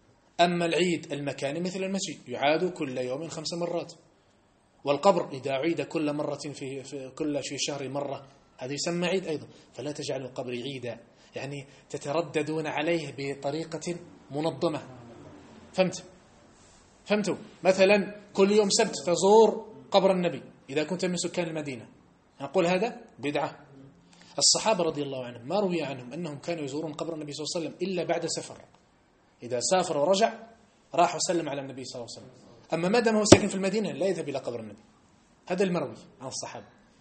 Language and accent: Arabic; Algeria; لما احنا عندنا في الجزائر لما تحج لجبل فلان الفلان الفلاني كأنك حجيت أفضل من حجة إلى مكة